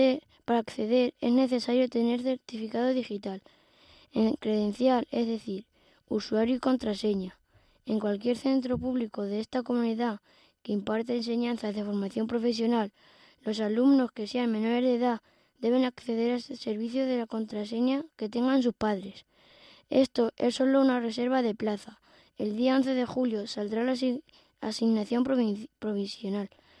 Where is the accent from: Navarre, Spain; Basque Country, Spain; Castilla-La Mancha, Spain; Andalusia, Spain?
Castilla-La Mancha, Spain; Alcubillas; tengo 12 años y soy de Alcubillas, y estoy muy contento de participar en este programa de radio.